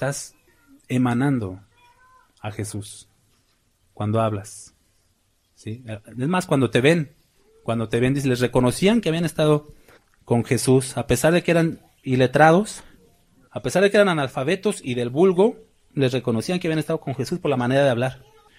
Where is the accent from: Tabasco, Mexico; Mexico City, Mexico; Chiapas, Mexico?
Mexico City, Mexico; me juntaba con ellos en Chilangolandia, de donde soy, de México. Se acostumbra a hablar con mucho albur, siempre en doble sentido. Esa es la manera de hablar de allá.